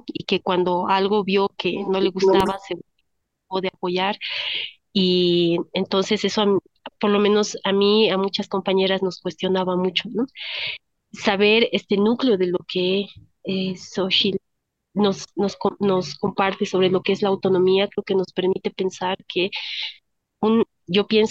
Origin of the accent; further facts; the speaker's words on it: Bolivia; creo que teníamos una imagen como bolivianos, tal vez bolivianas, a través de los medios